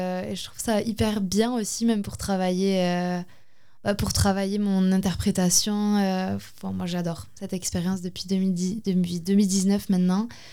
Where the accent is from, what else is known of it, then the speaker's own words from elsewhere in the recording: Ustaritz, Nouvelle-Aquitaine, France; Je suis d'Ustaritz, donc ils sont les deux dans des chœurs à Ustaritz.